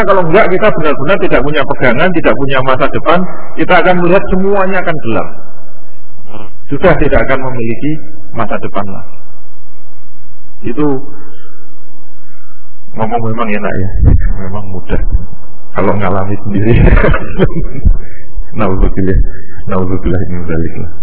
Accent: Rembang, Central Java, Indonesia; seperti kemarin di Rembang itu, di tempat asal saya.

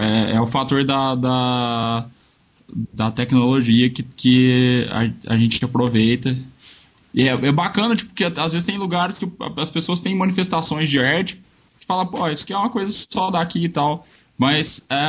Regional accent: Minas Gerais, Brazil; sou de Minas

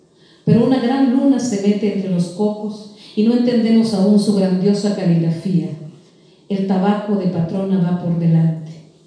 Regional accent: Honduras; Y es un pueblo libertario que sigue luchando en Honduras. Y de allí, de donde yo vengo, ese país

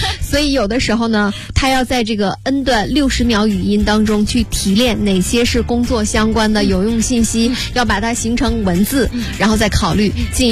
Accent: Northeast China, China; 就是磨叽，用我们东北人话就太磨叽了。

